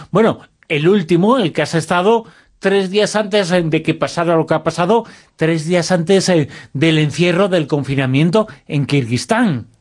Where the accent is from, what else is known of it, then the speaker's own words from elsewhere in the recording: Zaragoza, Aragon, Spain; estoy en Groenlandia, vengo de Zaragoza, que mira que hace frío